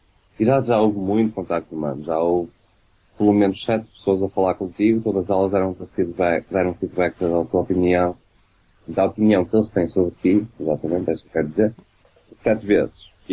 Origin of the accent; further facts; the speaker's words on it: Porto, Norte, Portugal; Agora, eu sou do Porto, caralho.